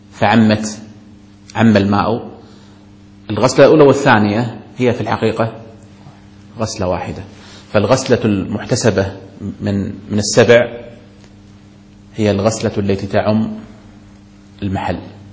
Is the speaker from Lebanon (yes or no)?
no; Kuwait; نسمع في الكلام الدارج عندنا في الكويت